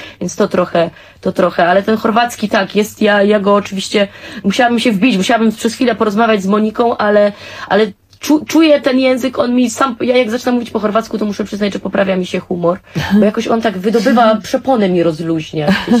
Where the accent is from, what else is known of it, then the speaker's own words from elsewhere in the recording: Lesser Poland, Poland; no ja jako góralka jeszcze mam swój inicjalny czasem, ale to tylko jak się bardzo wzburzę.